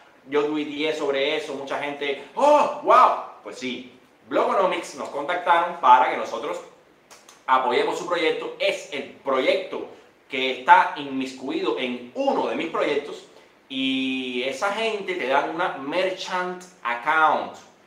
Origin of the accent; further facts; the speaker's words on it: Cuba; yo, cubano, nací hace 34 años en Isla de Galicia.